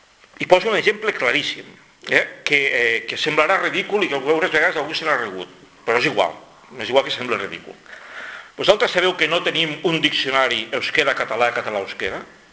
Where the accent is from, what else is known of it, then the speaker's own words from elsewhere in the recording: Catalonia, Spain; l'espectacle que estem donant com a catalans